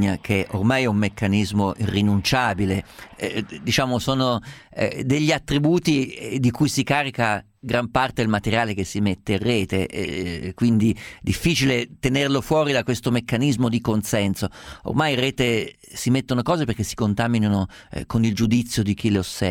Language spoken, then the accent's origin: Italian; Perugia, Umbria, Italy; io vengo a Perugia, vivo a Perugia, sono nato a Perugia, ho vissuto a Perugia, che è una città con grandi tracce di Medioevo ancora nelle sue strade.